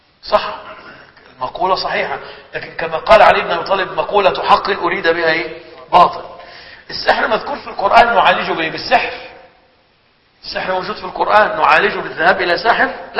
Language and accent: Arabic; Egypt; عندنا في مصر في بعض الأحيان يعملوا حملات على الدجالين